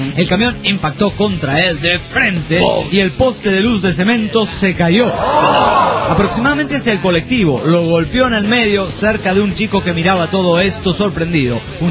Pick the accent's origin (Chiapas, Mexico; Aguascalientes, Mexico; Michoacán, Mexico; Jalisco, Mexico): Aguascalientes, Mexico; soy de Aguascalientes, soy aguacalentón, soy aguacaliento o algo así